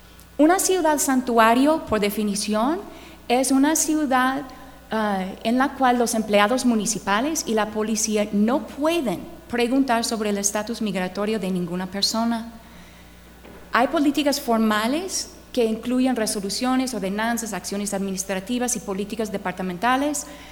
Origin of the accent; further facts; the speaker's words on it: United States; Spanish is a second language; mi experiencia como gringa es cierta y eso es lo que voy a compartir hoy, ¿ok? Yo nunca he vivido en el mismo lugar por más que 3 años